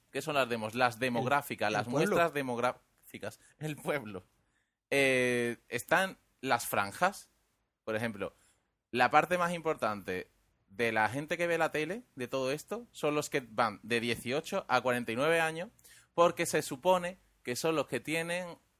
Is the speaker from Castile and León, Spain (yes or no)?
no; Andalusia, Spain; como somos de cerca de Cádiz, vamos a decir share.